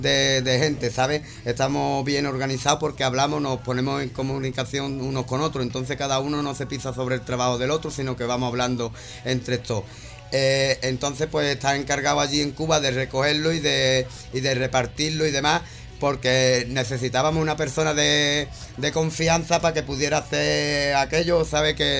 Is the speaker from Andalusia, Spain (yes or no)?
yes; Cádiz, Andalusia, Spain; ya sabéis que vengo de Cádiz